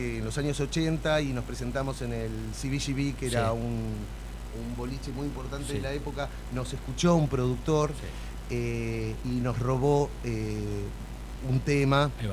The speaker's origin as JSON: {"language": "Spanish", "country": "Argentina", "said": "Como argentino, me siento como un traidor al sentimiento nacional patrio."}